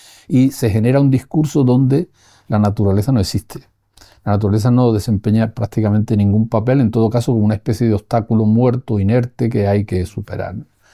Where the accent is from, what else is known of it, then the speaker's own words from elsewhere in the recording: Andalusia, Spain; born there; nací en un pueblo del norte de la provincia de Granada, pueblo campesino, muy poco vinculado a los tópicos del latifundio de Andalucía